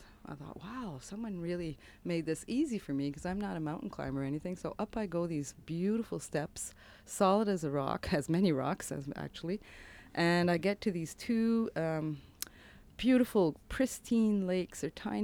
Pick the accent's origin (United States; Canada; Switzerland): Canada; Montreal, Quebec; now in Canmore, Canada; I'm originally from Montreal, but have been living in Canmore for the past 25 years.